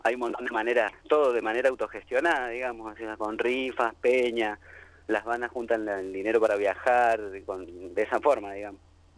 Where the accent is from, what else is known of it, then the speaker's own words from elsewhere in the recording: Mendoza, Argentina; now in Río Cuarto, Argentina; yo particularmente vivo ahora en Río Cuarto, soy de Mendoza